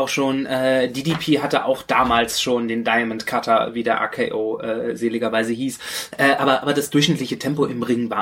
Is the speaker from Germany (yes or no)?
yes; North Rhine-Westphalia, Germany; Ja, ich komme ja aus der Nähe vom Ruhrgebiet